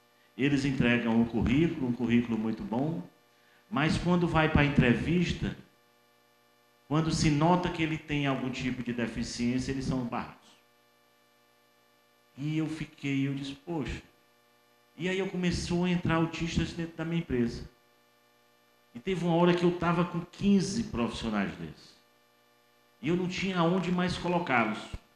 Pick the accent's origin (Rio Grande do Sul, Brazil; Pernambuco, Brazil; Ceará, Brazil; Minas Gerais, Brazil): Ceará, Brazil; now in Piauí, Brazil; eu sou cearense, estou aqui há 6 anos, no Piauí.